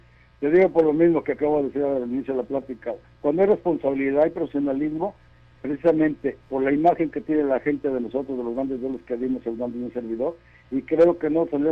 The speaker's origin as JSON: {"language": "Spanish", "town": "Guadalajara", "region": "Jalisco", "country": "Mexico", "tie": "born or raised there", "said": "que luchar en Guadalajara, que es mi tierra"}